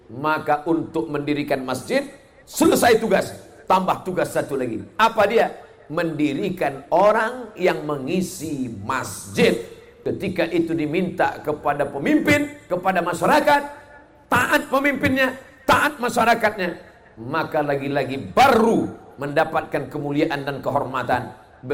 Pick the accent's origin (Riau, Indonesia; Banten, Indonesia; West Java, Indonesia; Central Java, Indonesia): Riau, Indonesia; Saya datang dari Riau, negeri Melayu.